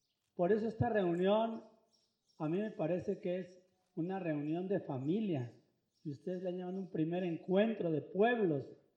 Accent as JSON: {"language": "Spanish", "town": "Temacapulín", "region": "Jalisco", "country": "Mexico", "tie": "born or raised there", "said": "Aquí sí hay mujeres, como en mi pueblo también hay mujeres, en Temacapulín."}